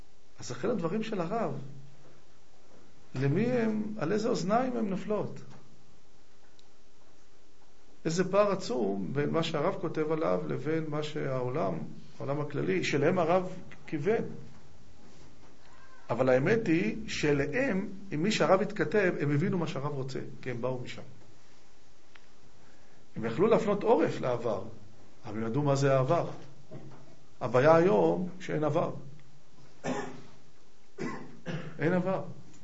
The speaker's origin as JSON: {"language": "Hebrew", "town": "Tel Aviv", "region": "Tel Aviv District", "country": "Israel", "said": "אני אומר לו, תל אביבי."}